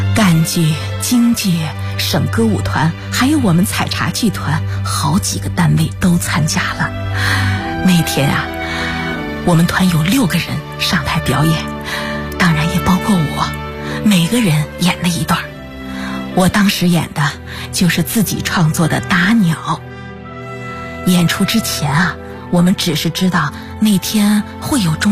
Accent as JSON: {"language": "Chinese", "region": "Jiangxi", "country": "China", "tie": "born or raised there", "said": "回到了我们江西老家"}